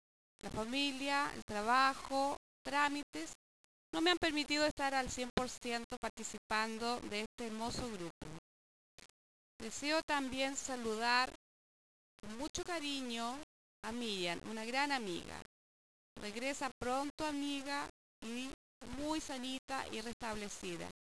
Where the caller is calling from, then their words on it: Chile; amigos, amigas de Chile y del extranjero. Ya las 3:30 en mi país, en la tarde.